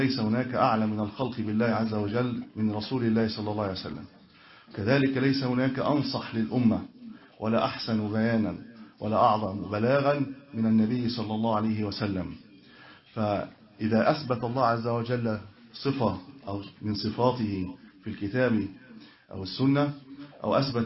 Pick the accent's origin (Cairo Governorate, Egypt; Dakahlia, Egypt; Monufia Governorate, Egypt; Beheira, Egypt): Cairo Governorate, Egypt; Cairo; والله أنا من القاهرة كنت أجلس هنا معكم